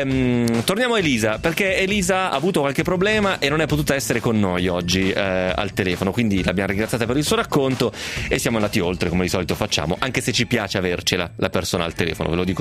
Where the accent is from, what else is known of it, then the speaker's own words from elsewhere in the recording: Novara, Piedmont, Italy; O solo, no, perché sono di Novara e lo frequento.